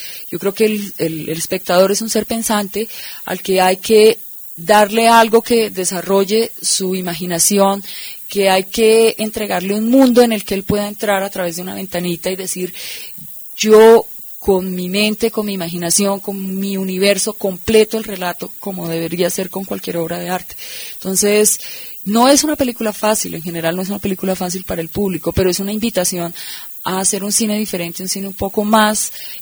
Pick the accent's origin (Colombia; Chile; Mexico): Colombia; con un cine que nos exprese como colombianos